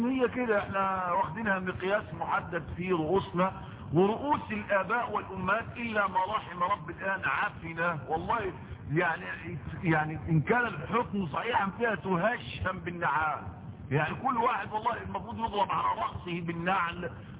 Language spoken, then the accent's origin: Arabic; Egypt; انا رجل غلبان لسه انا مصري هي دي مصر